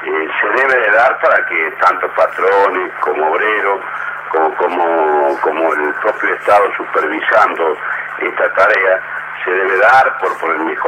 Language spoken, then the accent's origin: Spanish; Argentina; No soy el argentino ni pesimista ni optimista.